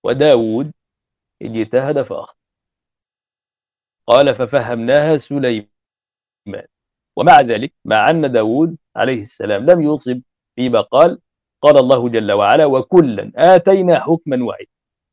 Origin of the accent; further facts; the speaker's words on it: Egypt; يعني هذا مثل عندنا في مصر شائع